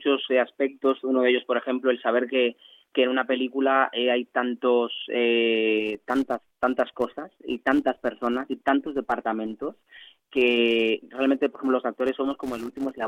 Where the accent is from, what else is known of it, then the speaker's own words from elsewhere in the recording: Vicente Noble, Barahona, Dominican Republic; yo vengo de un país de la República Dominicana, o sea, vengo de la República Dominicana, vengo de un pueblo del sur que se llama Vicente Noble, del que estoy orgullosísimo.